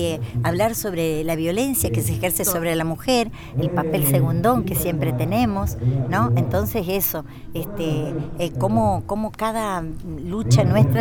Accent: Fernández, Santiago del Estero, Argentina; yo he andado en muchos lugares del país y cuando digo que soy de Fernández

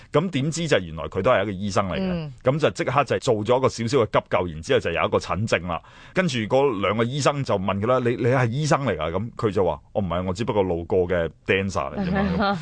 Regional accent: Hong Kong; 即係大家都可能我哋香港人係好早就已經俾日劇分途咗㗎啦

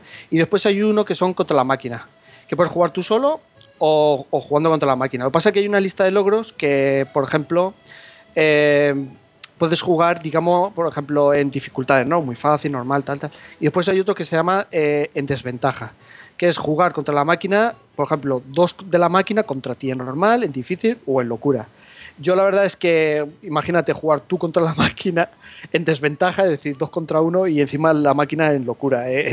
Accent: Spain; Exacto, y encima soy español, para rematar.

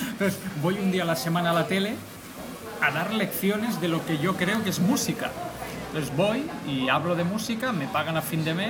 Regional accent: Catalonia, Spain; first language Catalan; Spanish is a second language; pese a que soy catalán de nacimiento, educado en catalán y criado en catalán

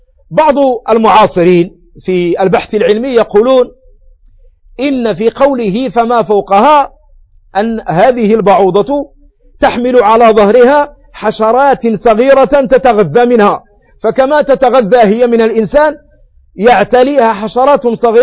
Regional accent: Morocco; وتسمى وتدعى عندنا في المغرب بالناموسة

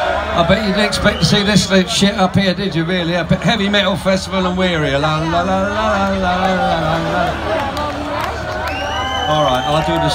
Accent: United Kingdom; We're British, you know, and we're... I don't normally get into football, but the English are winning, so I'm sort of happy today.

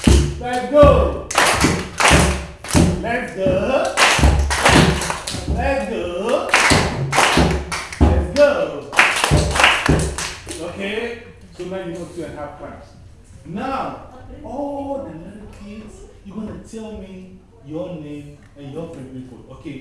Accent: Ghana; Now I am from Ghana.

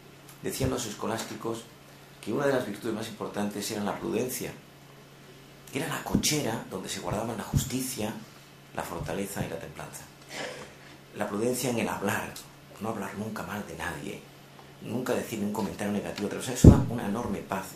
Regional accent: Andalusia, Spain; Yo soy andaluz, aunque ejerzo poco, pero soy andaluz.

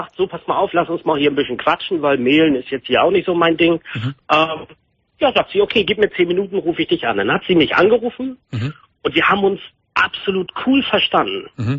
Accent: West Germany, Germany; Ich komme aus dem Westen.

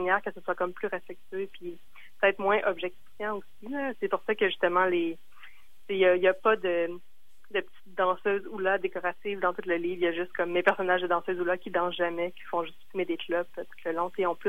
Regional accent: Quebec City, Quebec, Canada; now in Montreal, Canada; Comme j'habite à Montréal, mais je viens de Québec.

